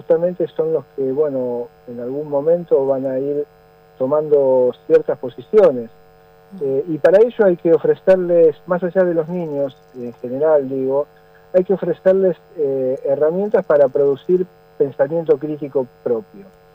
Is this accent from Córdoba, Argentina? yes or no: no; Buenos Aires, Argentina; cómo vengo yo a contar la historia siendo de otro lugar, de Buenos Aires, me tratan como porteño